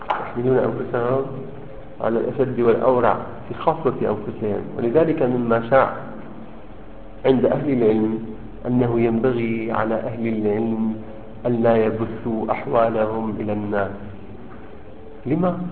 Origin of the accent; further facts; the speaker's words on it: Syria; كنا نحن الاثنين من سوريا